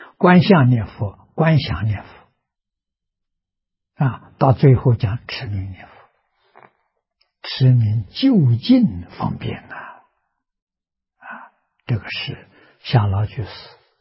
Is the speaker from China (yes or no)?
yes; China; 我们中国人记载的啊